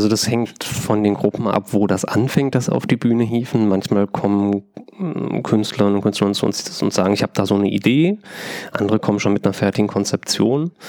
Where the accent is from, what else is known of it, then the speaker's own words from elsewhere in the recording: North Rhine-Westphalia, Germany; Ich komme aus Westfalen, also da sagt man Figurentheater.